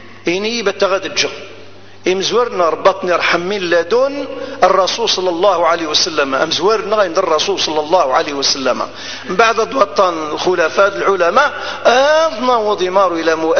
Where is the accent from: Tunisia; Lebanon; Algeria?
Algeria; Ghardaïa Province; أنا جزائري. فكل الجزائريين إخوان